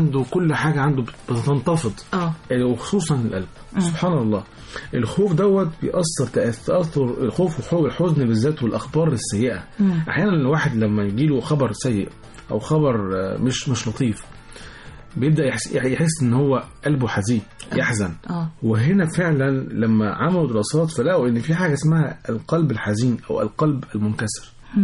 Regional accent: Egypt; لان احنا كمصريين تفاعلنا حب غير عادي لهذا البلد

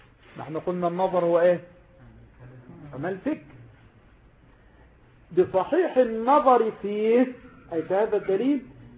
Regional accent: Mansoura, Dakahlia, Egypt; إنسان جاء مثلا من إسكندرية إلى عندنا في المنصورة هنا مثلا

